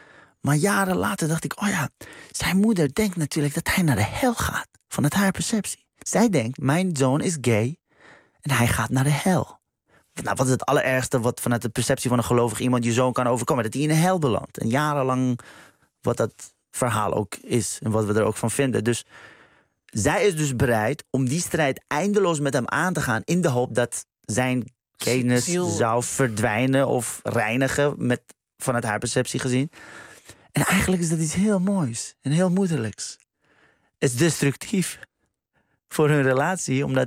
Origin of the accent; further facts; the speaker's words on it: Iran; Ik ben zelf Iraniër.